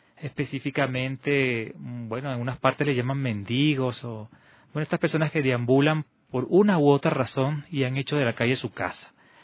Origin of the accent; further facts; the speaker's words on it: Venezuela; now in Quito, Ecuador; Yo soy venezolano, ya, pero vengo en este momento de una misión que estaba realizando en el Perú, en el norte del Perú. Y ahora, por mi superior, he sido también designado a apoyar acá en el albergue San Juan de Dios, aquí en Quito.